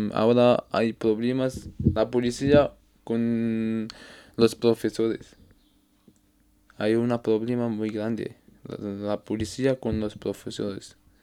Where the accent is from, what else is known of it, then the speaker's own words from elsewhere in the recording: Tangier, Tanger-Tetouan-Al Hoceima, Morocco; Spanish is a second language; Soy de Tánger, mi ciudad se llama Tánger.